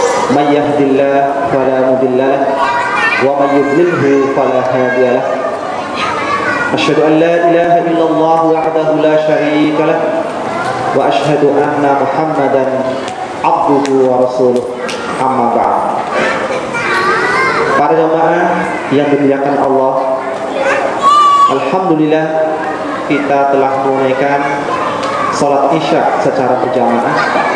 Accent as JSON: {"language": "Indonesian", "town": "Brebes", "region": "Central Java", "country": "Indonesia", "tie": "born or raised there", "said": "Saya lahir di Brebes. Pendidikan saya Madrasah Ibtidaiyah Islamiyah di Brebes tahun 80."}